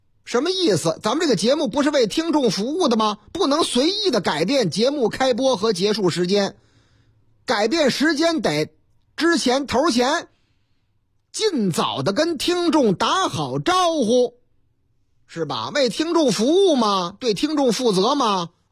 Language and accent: Chinese; Northeast China, China; 我是东北人，东北是我老家。